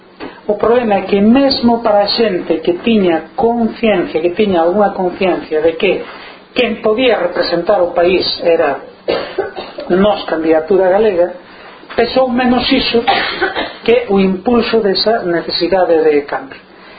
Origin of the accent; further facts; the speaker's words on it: Galicia, Spain; asumir que Galicia é unha nación, que eu son galego e por tanto que entendo que a miña nación ten dereito a ser unha nación libre